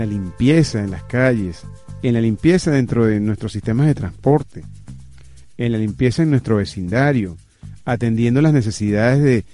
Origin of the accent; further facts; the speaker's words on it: Venezuela; born there; porque vivimos, nacimos en esta tierra, nacimos en Venezuela